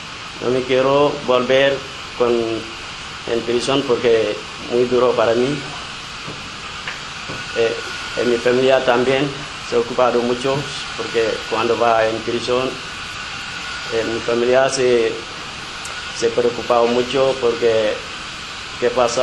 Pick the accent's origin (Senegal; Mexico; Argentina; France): Senegal; Spanish is a second language; now in Spain; soy de Senegal. Vení aquí para buscar trabajo